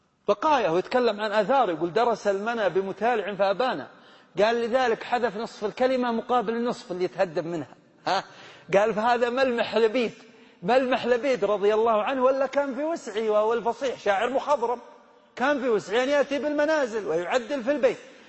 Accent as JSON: {"language": "Arabic", "region": "Hejaz", "country": "Saudi Arabia", "said": "الغول اللي يسمونه عندنا في الحجاز السعلية"}